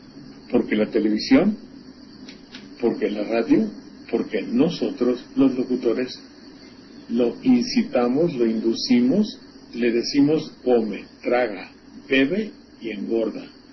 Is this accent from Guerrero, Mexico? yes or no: no; Xalapa, Veracruz, Mexico; en mi pueblo, en Jalapa, me dijeron, concursa